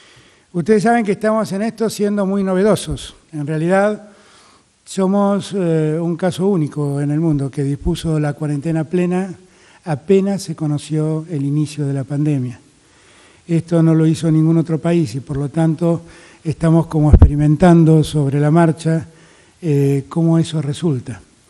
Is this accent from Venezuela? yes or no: no; Argentina; tenemos que estar muy contentos como argentinos